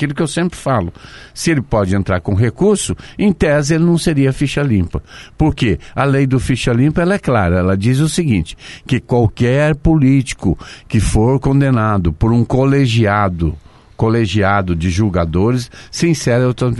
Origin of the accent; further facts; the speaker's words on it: Goiás, Brazil; É de Goiás, lá do meu estado.